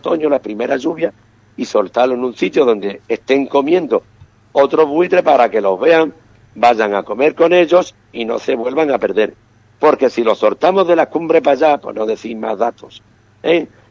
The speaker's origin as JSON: {"language": "Spanish", "town": "Ubrique", "region": "Andalusia", "country": "Spain", "said": "mi pueblo, el pueblo de Ubrique"}